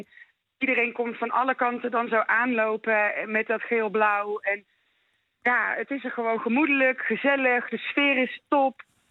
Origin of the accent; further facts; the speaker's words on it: Waalwijk, North Brabant, Netherlands; moved away as an adult; now in Wormer, Netherlands; Ik kom uit Waalwijk. Daar ben ik geboren en getogen. Ik woon inmiddels 21 jaar in Noord-Holland vanwege de liefde.